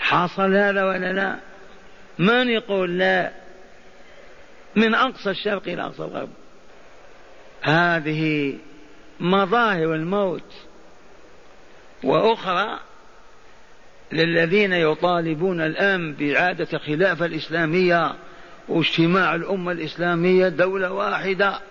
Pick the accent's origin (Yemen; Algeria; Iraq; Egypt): Algeria; عندنا في الجزائر الجامع الكبير،